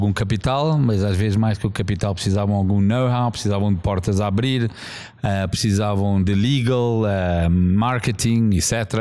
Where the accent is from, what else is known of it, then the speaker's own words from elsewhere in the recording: South Africa; Eu também, assim, nasci na África do Sul, tive uma juventude num tempo que foi um tempo muito diferente, um país que estava a passar muitas mudanças